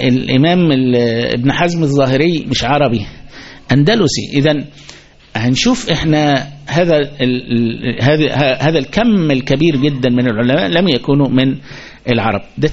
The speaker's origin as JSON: {"language": "Arabic", "country": "Egypt", "said": "احنا كمصريين بيننا وبينها في"}